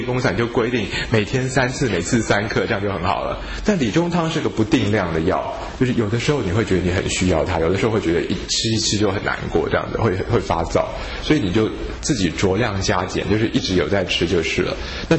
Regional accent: Taiwan; 那我们台湾人也是好像不太会走路的

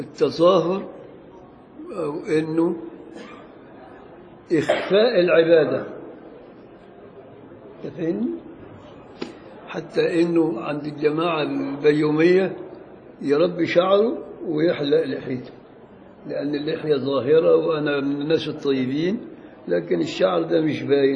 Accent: Beni Suef Governorate, Egypt; والبصير ده مصري بقى بتاعنا، بل هو من بلدي بني سويف

